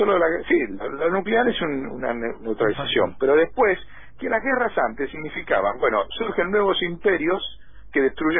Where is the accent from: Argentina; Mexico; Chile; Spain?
Argentina; ¿Cuántas veces más productivos somos los argentinos en 100 años?